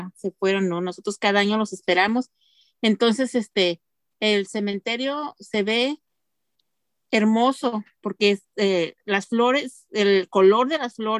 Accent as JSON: {"language": "Spanish", "town": "Xochicuatlán", "region": "Hidalgo", "country": "Mexico", "said": "Yo soy de la Sierra de Hidalgo, la Sierra Hidalguense, de un pueblo llamado Xochicuatlán, que significa flor de cabeza de víbora."}